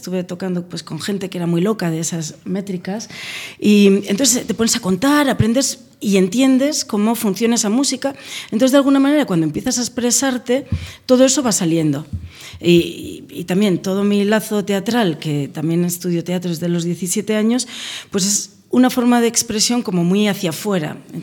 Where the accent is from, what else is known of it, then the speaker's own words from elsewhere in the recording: Navarre, Spain; yo soy muy folclórica, vengo de Navarra, me he criado con tradiciones de danzas, de jotas, de mucha música, porque mi tierra es muy musical